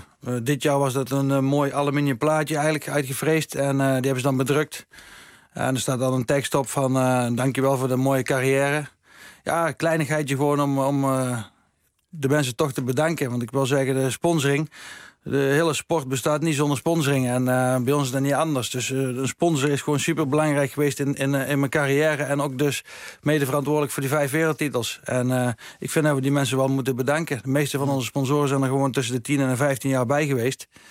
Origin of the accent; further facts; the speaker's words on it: Bergeijk, North Brabant, Netherlands; Dat was echt een hele mooie huldiging bij ons in Bergijken.